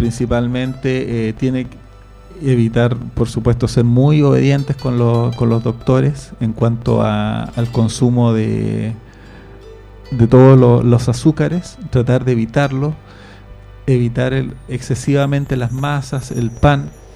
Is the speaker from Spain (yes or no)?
no; Chile; Bueno, eso somos los chilenos